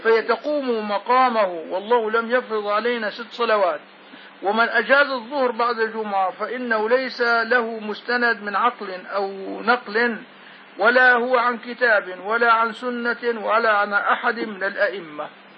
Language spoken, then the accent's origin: Arabic; Syria; في هلا في جامع عندنا بسوريا بيسع الناس كلها